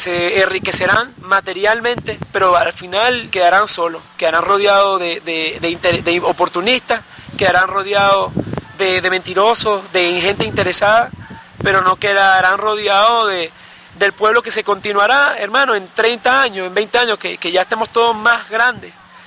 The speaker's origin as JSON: {"language": "Spanish", "country": "Venezuela", "said": "No únicamente como venezolano, digamos, representado por una bandera o por un himno, por un territorio en específico."}